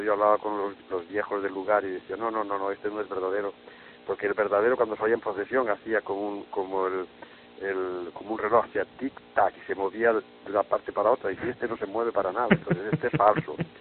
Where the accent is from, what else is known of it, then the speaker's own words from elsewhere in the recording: Galicia, Spain; de mi infancia en Galicia en los tiempos cuando estalló la guerra